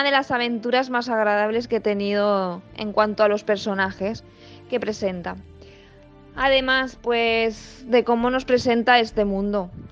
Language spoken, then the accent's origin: Spanish; Valencia, Valencian Community, Spain; born there; now in Benaguasil, Spain; nací en Valencia en el año 1979. Estudié en Manises y acabé la EGB en el año 1994. Más tarde me saqué el título de auxiliar de infantil y resido en Benaguacil.